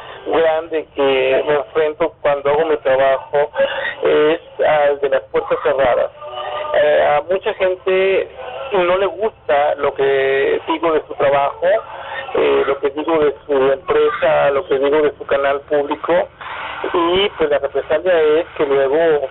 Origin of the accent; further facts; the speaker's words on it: Monterrey, Nuevo León, Mexico; Yo nací en Monterrey, yo vivía en Monterrey